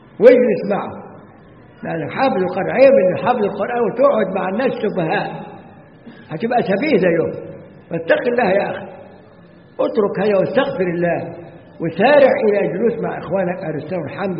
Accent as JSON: {"language": "Arabic", "country": "Egypt", "said": "يجي ناس عندنا في مصر يمضي ويخرج"}